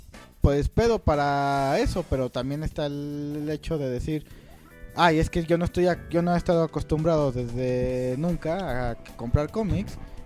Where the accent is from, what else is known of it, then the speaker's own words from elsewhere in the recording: Mexico; porque también soy mexicano.